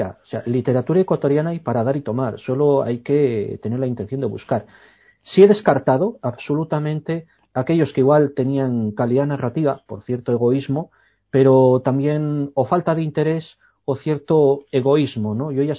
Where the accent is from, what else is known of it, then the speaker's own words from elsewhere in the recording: Basque Country, Spain; born there; Yo soy nacido en el País Vasco y aquí hay una tradición brujeril extraordinaria y soy hijo de padre nacido cerquita de Trasmoz